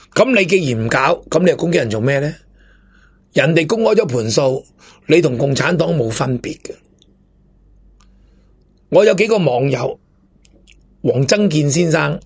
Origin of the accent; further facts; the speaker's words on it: Hong Kong; 成日笑大陆如何如何，我哋香港人都做紧鸵鸟。